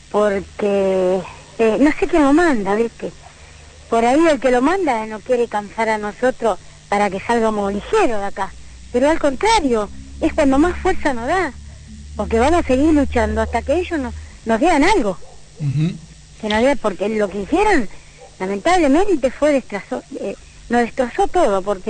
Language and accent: Spanish; Argentina; Como argentina, yo no puedo ir a otro país porque mi país es este. Y acá voy a morir.